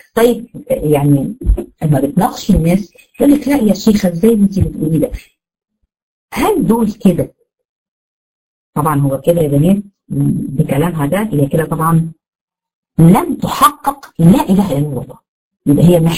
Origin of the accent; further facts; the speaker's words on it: Egypt; زي ما هنا عندنا في مصر